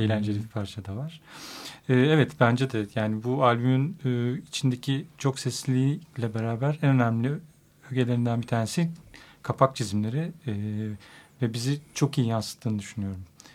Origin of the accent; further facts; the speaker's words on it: Aegean Region, Turkey; Ben Ege'liyim.